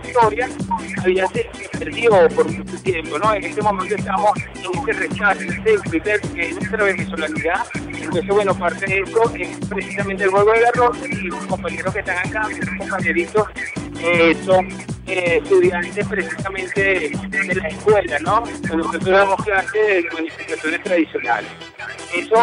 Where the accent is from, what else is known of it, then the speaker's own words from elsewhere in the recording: Mexico; nuestro derecho a la originaria, que somos mexicanos